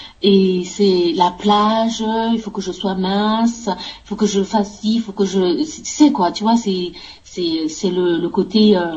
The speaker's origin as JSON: {"language": "French", "country": "France", "said": "La mission étant terminée, on va rentrer chez nous en France."}